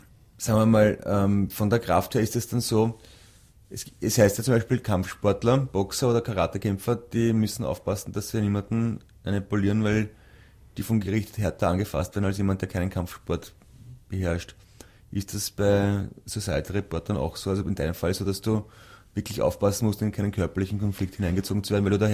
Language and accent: German; Sweden; German is a second language; Ich bin aus Schweden.